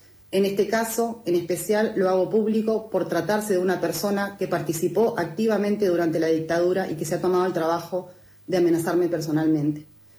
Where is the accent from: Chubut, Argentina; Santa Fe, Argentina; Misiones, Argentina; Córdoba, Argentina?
Chubut, Argentina; de Chubut, soy militante ambientalista y comunicadora social.